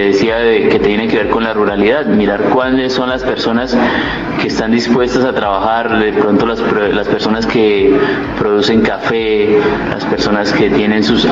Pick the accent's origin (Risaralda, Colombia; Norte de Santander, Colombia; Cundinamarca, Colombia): Cundinamarca, Colombia; San Francisco; nosotros, los mismos que estamos aquí, que somos de acá de San Francisco, nos enamoremos.